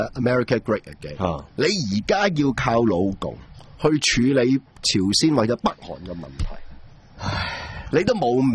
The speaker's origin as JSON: {"language": "Cantonese", "country": "Hong Kong", "said": "我哋香港人"}